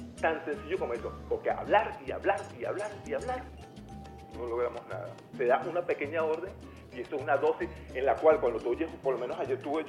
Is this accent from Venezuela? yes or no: yes; Venezuela; a mí por lo menos como venezolano, me siento pero súper relajado